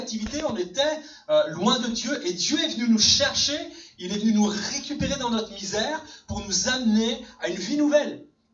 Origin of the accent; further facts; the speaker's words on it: Sète, Occitanie, France; born there; Je suis né en 1971 à Sète, dans la ville de Sète